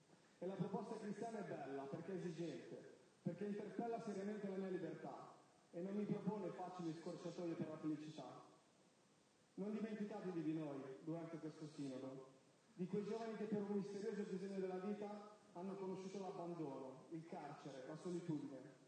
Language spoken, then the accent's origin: Italian; Milan, Lombardy, Italy; Sono cresciuto a Quartoggiaro, un quartiere difficile di Milano, che molti chiamavano il Bronx